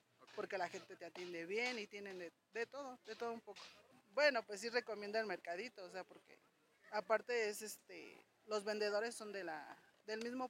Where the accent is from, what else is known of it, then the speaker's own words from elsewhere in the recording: Tlaxcalancingo, Puebla, Mexico; vengo del pueblo de Tlaxcalancingo.